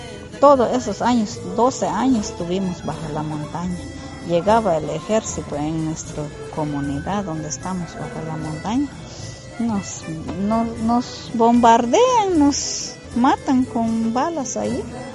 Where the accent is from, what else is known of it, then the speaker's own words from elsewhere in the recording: Quiché, Guatemala; Cuando nosotros nos fuimos a las montañas porque el ejército de Guatemala entraron en nuestras comunidades donde vivíamos antes. Yo era una niña de 6 años